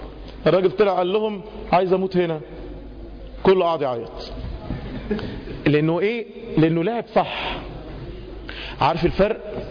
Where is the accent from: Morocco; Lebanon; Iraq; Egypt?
Egypt; خدوا بالكوا احنا كمصريين، احنا كمصريين يشيع جدا عشان احنا شعوب شرقية